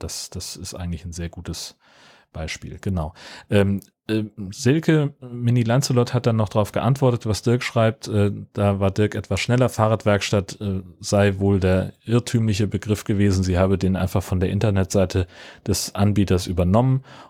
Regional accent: Baden-Württemberg, Germany; Für mich als Badener ist alles, was nördlich von Frankfurt am Main liegt, schon der hohe Norden.

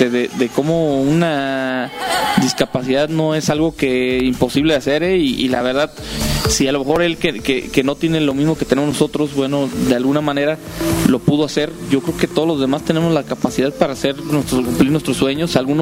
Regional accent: Irapuato, Guanajuato, Mexico; que vayamos a cualquier parte del mundo, digamos, somos de Irapuato.

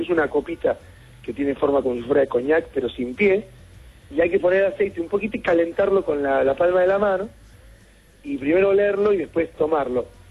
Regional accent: Argentina; como buenos argentinos que somos

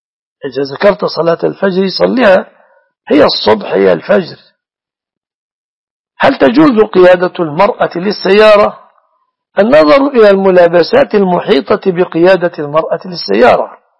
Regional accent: Egypt; إذا كانت تركب مثلا كما تركب النساء عندنا في مصر ميكروباص

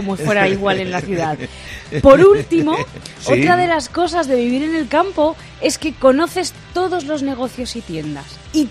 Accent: Garcinarro, Castilla-La Mancha, Spain; Y es cierto, todo esto pasa en mi pueblo, en Garcinarro, y lo corroboro.

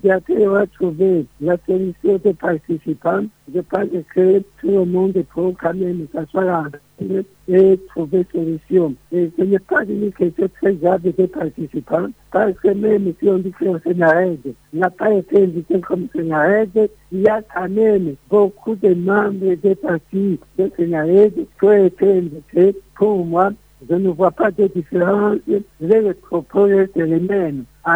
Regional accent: Burundi; Je crois que les Burundais pourront quand même trouver une paix durable. Tout dépend de nous. Nous sommes des Burundais.

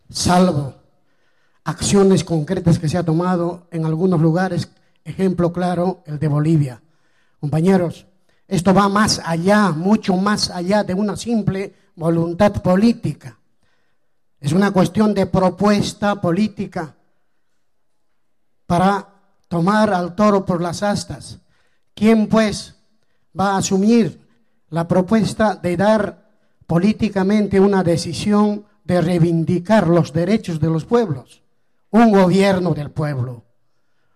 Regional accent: Apurímac, Peru; Vengo del departamento de Apurímac.

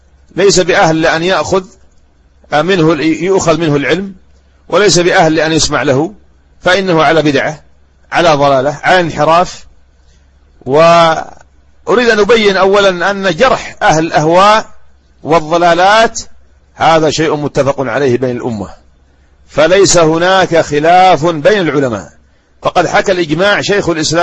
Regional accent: Yemen; ها هم ولاة الأمور عندنا في اليمن

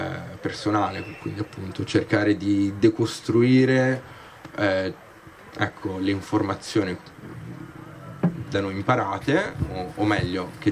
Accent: Milan, Lombardy, Italy; born there; also born or lived in Israel; ho 29 anni, sono nato a Milano e ho vissuto in Israele a più riprese

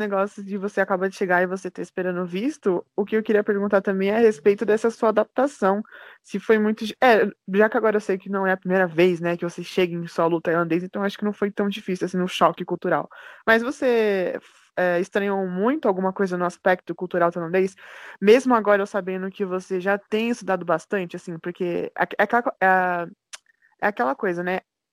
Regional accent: São Paulo, Brazil; sou de São Paulo

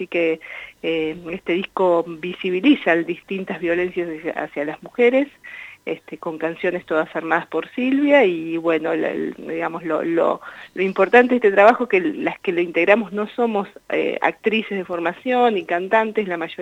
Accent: Miguel Riglos, La Pampa, Argentina; moved away as an adult; also born or lived in Santa Rosa; now in Bahía Blanca, Argentina; yo me crié ahí en Miguel Riglos, hice el secundario, después ya me vine a Bahía Blanca, que ahora tengo 48 años, y vivo en Bahía Blanca ya desde los 18, o sea que bueno, hay mucho tiempo transcurrido acá en Bahía Blanca

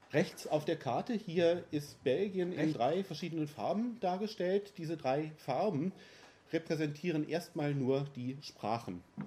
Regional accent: North Rhine-Westphalia, Germany; als in NRW zum Beispiel, wo ich herkomme

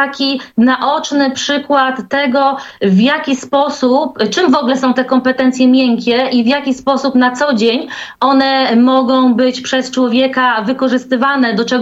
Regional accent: Pomeranian Voivodeship, Poland; Właśnie na Pomorzu, ja jestem z Trójmiasta, tutaj są szkoły, przedszkola

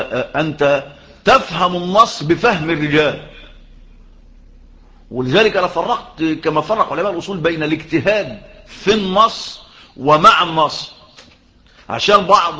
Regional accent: Egypt; وهم بيأخذوا بهذا في القانون المصري عندنا في مصر

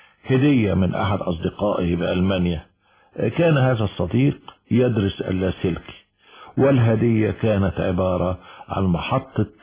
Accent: Egypt; لا ما هو المعروف عندنا في مصر

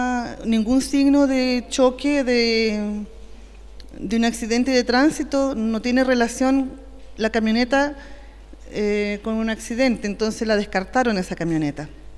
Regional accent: Temuco, Araucanía, Chile; vengo de Temuco

